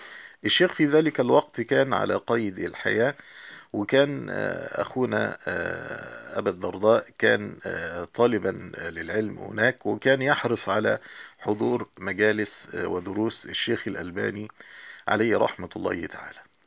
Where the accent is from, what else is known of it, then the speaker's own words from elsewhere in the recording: Egypt; عندنا في مصر طبعا الوزارات مباني فخمة جدا ومباني فاخرة